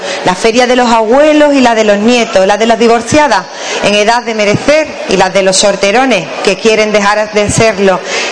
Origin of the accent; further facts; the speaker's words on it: Ubrique, Andalusia, Spain; Yo me voy a Ubrique, a mi pueblo, a un pueblo de artistas, de pintores, de artesanos, periodistas, deportistas o toreros, porque los tenemos y de los buenos.